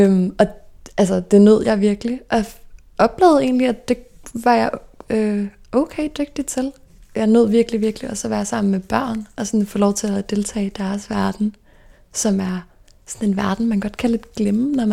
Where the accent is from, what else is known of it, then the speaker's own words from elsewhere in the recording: Stevns, Zealand, Denmark; moved away as an adult; Og jeg voksede op på Stævns. Og der har jeg faktisk boet i det samme lille orange hus hele mit liv, indtil jeg flyttede til København som 19-årig. Og så har jeg gået i folkeskole på Stævns også.